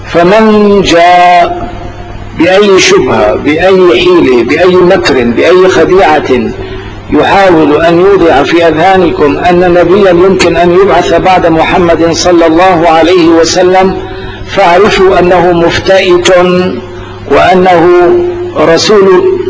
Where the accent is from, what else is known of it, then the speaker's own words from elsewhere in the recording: Morocco; فأعرفوا أنني أنا مغربي